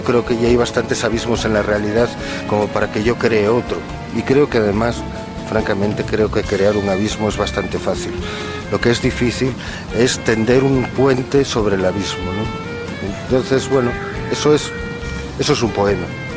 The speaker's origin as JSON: {"language": "Spanish", "region": "Asturias", "country": "Spain", "accent": "Asturian", "first_language": "Asturian", "said": "soy asturiano hablante porque es mi lengua materna, pero el español también es mi lengua. Si algo me siento, es hispano."}